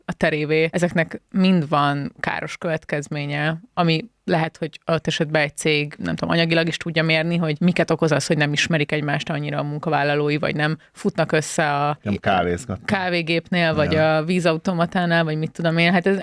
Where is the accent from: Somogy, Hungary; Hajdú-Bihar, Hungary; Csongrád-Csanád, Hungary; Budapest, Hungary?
Csongrád-Csanád, Hungary; Szeged; born there; Én Szegeden születtem, meg az egész családom.